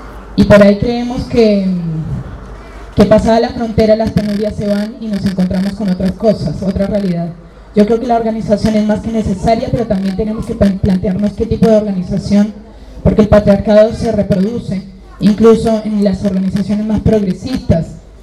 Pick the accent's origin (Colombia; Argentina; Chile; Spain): Colombia; Yo soy de acá, de Colombia.